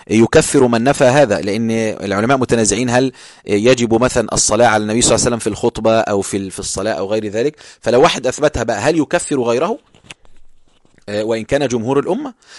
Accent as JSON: {"language": "Arabic", "country": "Egypt", "said": "عندنا إحنا عندنا في مصر كلمة بارد يعني ما بيحسش"}